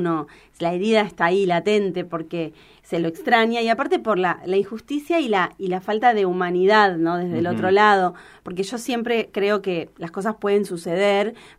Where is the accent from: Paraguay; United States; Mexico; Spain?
United States; California; born there; Nací en California, chicos, entonces tengo claro. Esa cultura.